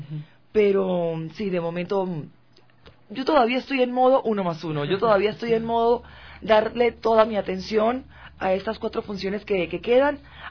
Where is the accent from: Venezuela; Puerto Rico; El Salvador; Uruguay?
Venezuela; now in Quito, Ecuador; yo que soy venezolana y tal vez no estoy tan incorporada aún con la sociedad quiteña